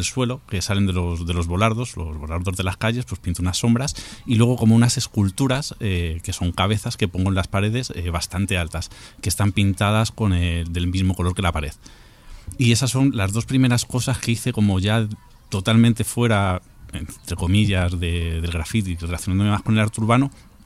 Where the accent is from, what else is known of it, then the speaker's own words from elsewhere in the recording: Madrid, Community of Madrid, Spain; justo yo soy de Usera, eso me pilla relativamente cerca